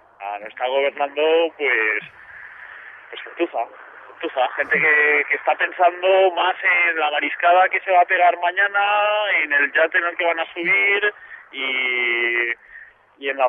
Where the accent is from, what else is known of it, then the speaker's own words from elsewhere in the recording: Jávea, Valencian Community, Spain; En mi pueblo, yo soy de Xavia